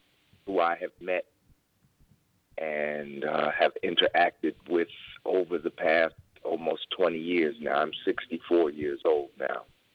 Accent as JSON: {"language": "English", "town": "Newark", "region": "New Jersey", "country": "United States", "tie": "born or raised there", "also_born_or_lived": "Washington, D.C.", "said": "So although I was born in Washington, D.C., I grew up and became an adult while I was living in Newark, New Jersey."}